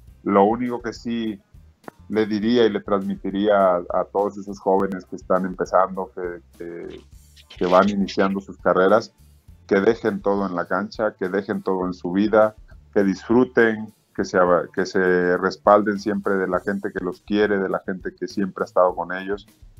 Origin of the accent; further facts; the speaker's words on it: Mexico; como mexicanos, los que tenemos ese arraigo con nuestro país, nos sintamos arropados, nos sintamos respaldados.